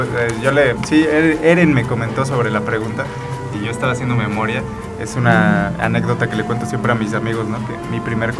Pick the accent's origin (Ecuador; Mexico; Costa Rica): Mexico; Jiutepec, Morelos; ya hemos venido trabajando aquí en Jutepec y pues nos interesa mucho, somos de Jutepec.